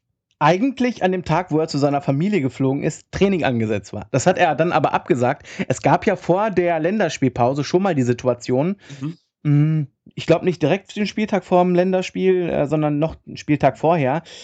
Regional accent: Hamburg, Germany; Ich würde als Hamburger sagen, zwar ein Erzrivale

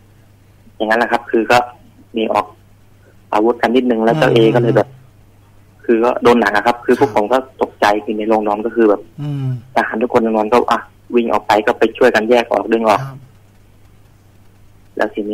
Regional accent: Surin, Thailand; จะไปที่บ้านเกิดที่สุรินทร์ต่อครับผม

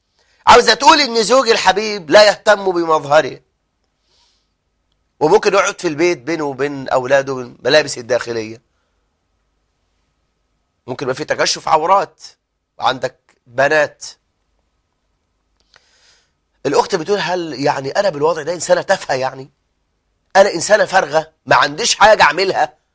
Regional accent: Egypt; احنا عندنا في مصر يا شباب

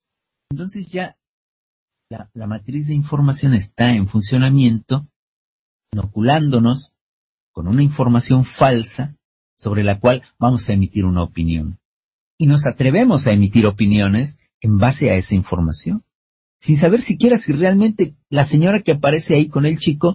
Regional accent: Mexico; nosotros mismos como mexicanos no nos damos cuenta de muchas cosas que están sucediendo en México

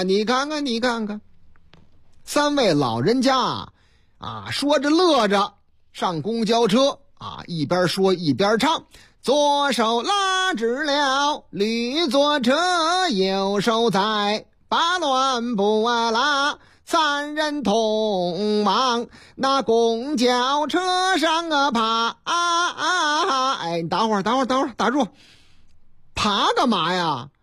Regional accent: Jinan, Shandong, China; 话说在我老家山东济南历山区，

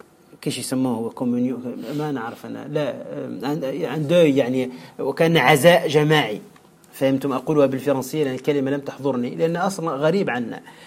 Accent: Tunisia; هذا خاصة عندنا في تونس بشكل عجيب

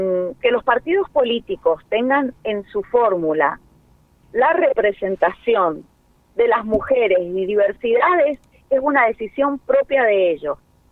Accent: General Alvear, Mendoza, Argentina; Soy de General Alvear Mendoza.

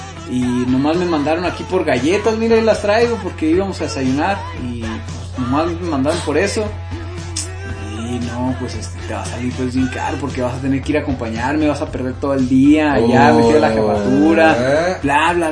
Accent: Michoacán, Mexico; No, soy de Michoacán.

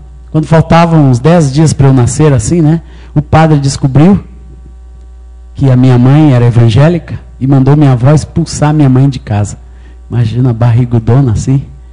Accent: Minas Gerais, Brazil; E eu sou mineiro, nasci em Minas Gerais no ano de 1958. Tenho 48 anos. E minha mãe era evangélica, meu pai judeu, ateu

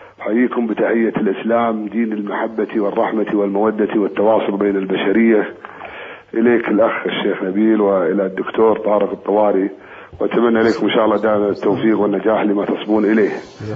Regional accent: Kuwait; وإن شاء الله أن يعني مهما كان عندنا في الكويت من قضايا

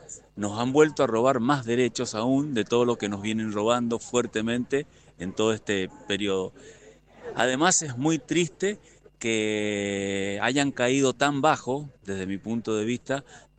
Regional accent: Argentina; todos nosotros, como ciudadanos, como argentinos, como patriotas, como militantes, estamos en libertad condicional.

